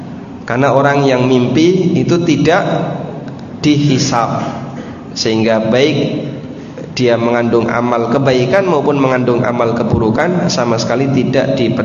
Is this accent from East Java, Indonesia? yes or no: yes; Lamongan, East Java, Indonesia; born there; Di Lamongan, tempat kelahiran saya, tidak ada tradisi sebelum Ramadan padusan, tidak ada.